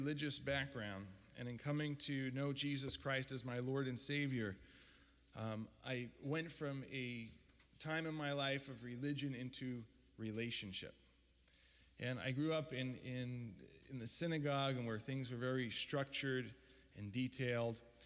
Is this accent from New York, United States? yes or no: yes; Bronx, New York, United States; But I grew up in the Bronx. Originally, I was raised as an Orthodox Jew. I was a graduate of Yeshiva University